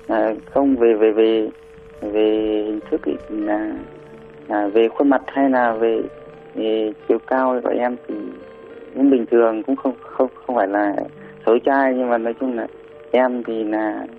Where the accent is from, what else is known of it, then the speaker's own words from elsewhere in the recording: Hanoi, Vietnam; Em là người Hà Nội.